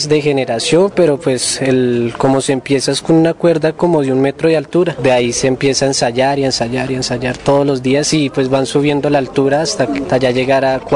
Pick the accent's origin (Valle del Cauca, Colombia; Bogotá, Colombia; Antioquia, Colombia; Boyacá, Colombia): Bogotá, Colombia; pues yo soy de Bogotá, hay familia de otras partes del país, de otra parte de Colombia.